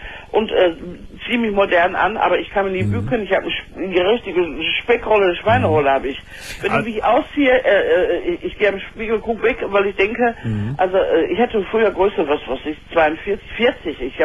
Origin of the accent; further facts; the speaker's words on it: Dortmund, North Rhine-Westphalia, Germany; Wir haben in Dortmund, ich komme aus Dortmund, nur einen Hormonspezialisten